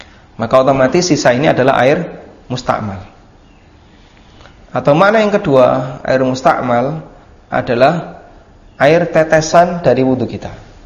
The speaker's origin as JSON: {"language": "Indonesian", "town": "Lamongan", "region": "East Java", "country": "Indonesia", "tie": "born or raised there", "said": "Di kampung saya masih pakai seperti ini, kampung asli Lamongan ya."}